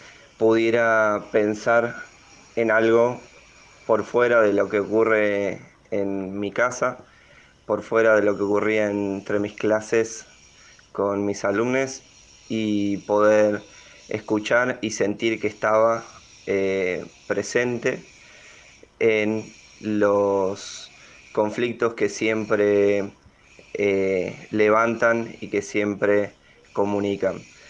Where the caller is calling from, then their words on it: Balvanera, Buenos Aires, Argentina; de Balvanera y este abrazo es para todos ustedes